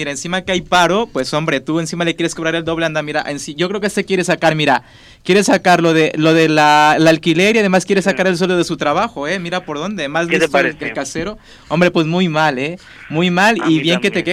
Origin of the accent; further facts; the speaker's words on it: Cancún, Quintana Roo, Mexico; además soy un chico mexicano, directamente importado de Cancún, Quintana Roo